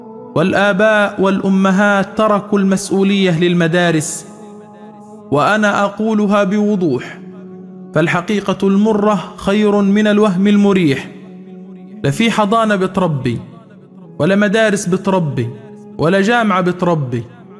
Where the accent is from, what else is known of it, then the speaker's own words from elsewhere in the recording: Upper Egypt, Egypt; عندنا في الصعيد يقولون إذا كبر ولدك خويه مش ربيه